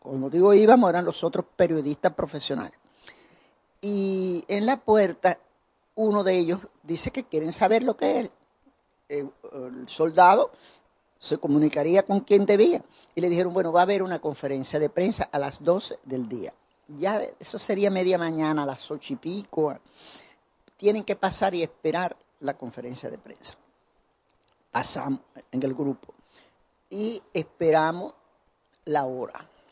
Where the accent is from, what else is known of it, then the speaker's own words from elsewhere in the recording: Santiago de Cuba, Cuba; soy de Santiago, allá en Santiago se celebran los carnavales, el día de Santiago Apóstol, 25 de julio. Y todos los años yo iba a mi ciudad natal a pasar los carnavales con mi familia